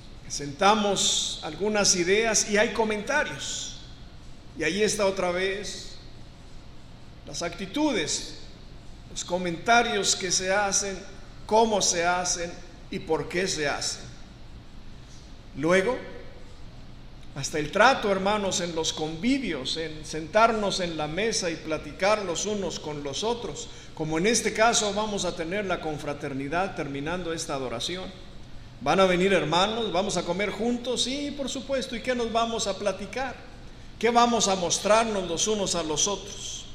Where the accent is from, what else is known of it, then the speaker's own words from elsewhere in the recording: Mexico; born there; los que nacimos en México tenemos una cultura